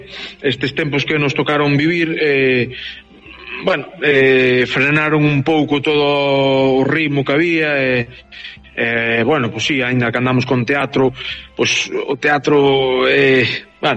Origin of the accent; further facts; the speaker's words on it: Mazaricos, Galicia, Spain; eu son de Pino de Val, unha aldea de Mazaricos, do concello de Mazaricos.